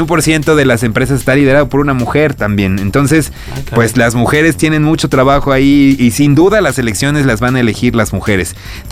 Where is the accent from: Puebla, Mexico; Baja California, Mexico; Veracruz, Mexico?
Veracruz, Mexico; Córdoba; Soy cordobés